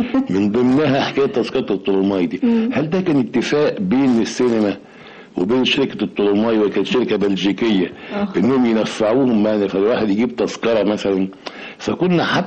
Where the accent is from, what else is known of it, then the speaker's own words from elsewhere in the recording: Mansoura, Dakahlia, Egypt; also born or lived in Cairo; لا اتذكر اطلاقا مثلا ان انا كنت بـ بـ بـ بـ بروح سينما وانا صغير وانا في المنصورة. يعني بدأت كل هذه الهوايات تتضح لما جيت القاهرة.